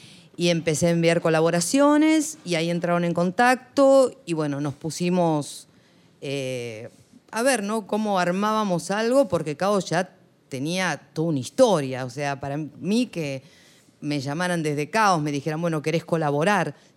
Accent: Argentina; Pero bueno, soy argentina y tengo doble nacionalidad, soy española.

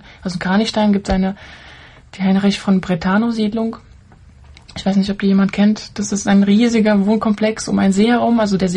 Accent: Saint Petersburg, Russia; Aus St. Petersburg, ein Vorort von St. Petersburg.

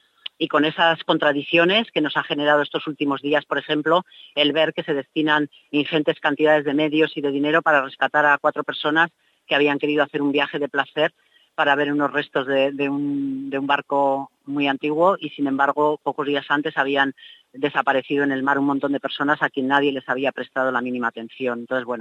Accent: Basque Country, Spain; Las que venimos de Euskal Herria, además, sabemos que allí se fabrica mucho material bélico

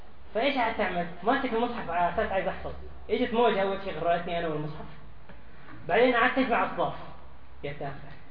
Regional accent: Syria; ما نقصد جنسية معينة لكن أنا شيخ سوري

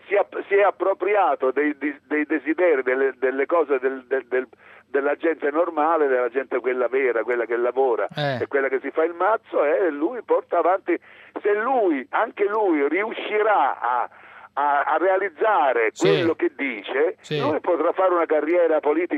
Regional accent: Sicily, Italy; Io sono un siciliano, stavo dicendo un siciliano

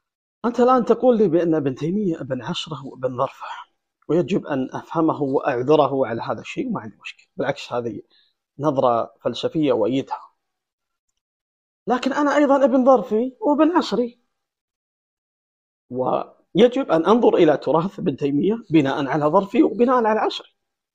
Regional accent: Saudi Arabia; أنا مواطن سعودي، عندي بطاقة هوية مكتوب فيها مواطن سعودي، وعندي دولة اسمها المملكة العربية السعودية

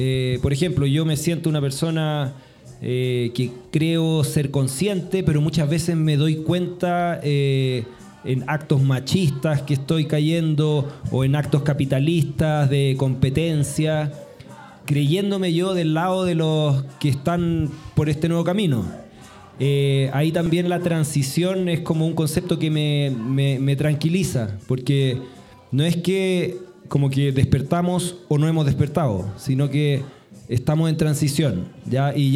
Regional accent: Chile; yo vengo de Chile

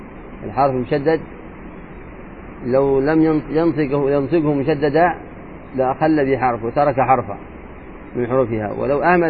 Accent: Hadhramaut, Yemen; الأشياء صعبة عندنا في حضرموت

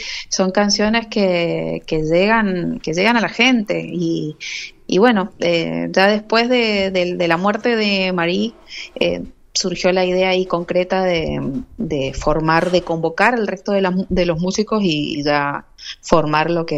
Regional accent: Mendoza, Argentina; Nosotros somos de Mendoza, les cuento ahí para los que no saben acerca de nosotros.

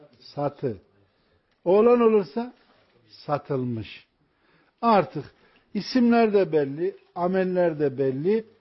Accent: Ilgın, Konya, Turkey; benim memleketim Konya mesela. Ilgınlıyız biz.

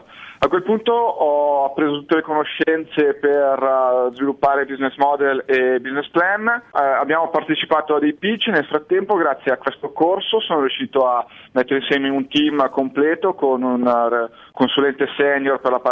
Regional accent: Como, Lombardy, Italy; Io poi sono di Como è la patria della seta in Italia

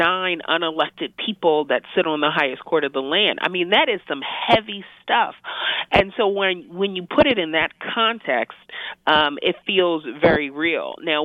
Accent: New York, United States; I'm a New Yorker. I'm a New York girl, born and raised.

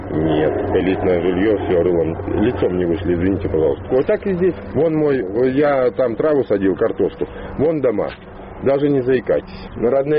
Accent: Krasnodar, Krasnodar Krai, Russia; born there; В конце концов, я родился в Краснодаре.

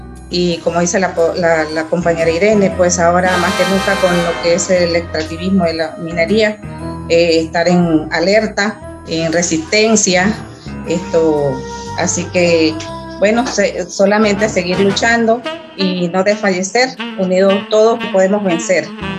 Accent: Panama; de Panamá queremos expresar nuestra solidaridad como pueblo panameño al pueblo colombiano

